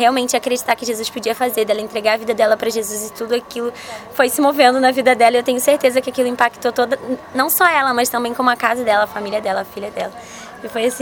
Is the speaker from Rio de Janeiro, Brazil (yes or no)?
yes; Cabo Frio, Rio de Janeiro, Brazil; Eu sou do Rio de Janeiro, de Cabo Frio, interiorzinho.